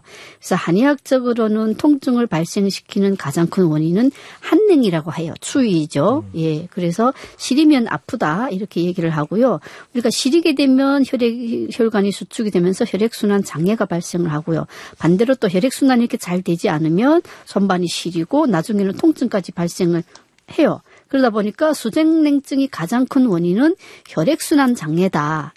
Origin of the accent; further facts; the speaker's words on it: North Korea; now in South Korea; 예, 그만큼 한국은 북한보다는 훨씬 따뜻하고요.